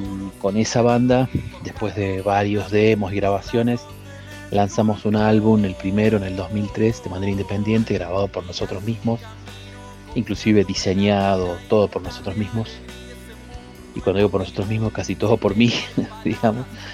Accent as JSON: {"language": "Spanish", "town": "Villa Giardino", "region": "Córdoba", "country": "Argentina", "tie": "born or raised there", "lives_now": "Santa María de Punilla, Argentina", "said": "soy oriundo de Villa Giardino, ahora radicado en Santa María de Punilla, de provincia de Córdoba."}